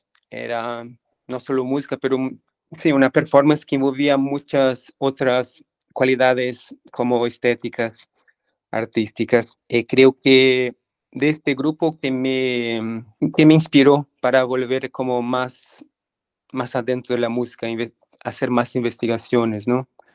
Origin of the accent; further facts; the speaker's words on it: São Paulo, Brazil; also born or lived in São Carlos / Arujá; el estado de São Paulo, al interior, pero la verdad es que nunca viví mucho ahí. Cuando pequeño ya fui a São Paulo, vivir entre São Paulo y el interior de São Paulo, que se llama Arujá, donde viven mis abuelos.